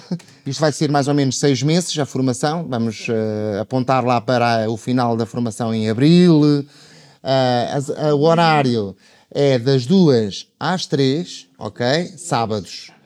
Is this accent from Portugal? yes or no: yes; Fundão, Castelo Branco, Portugal; tenho 47 anos, nasci em Castelo Branco, mas o meu conselho de identidade é o Fundão.